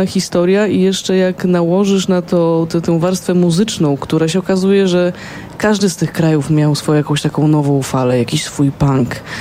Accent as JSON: {"language": "Polish", "town": "Poznań", "region": "Greater Poland Voivodeship", "country": "Poland", "tie": "born or raised there", "said": "bo ja rzeczywiście jestem z Poznania, z Poznaniem bardzo, bardzo związana. Urodziłam się tutaj, cała moja rodzina stąd pochodzi prawie."}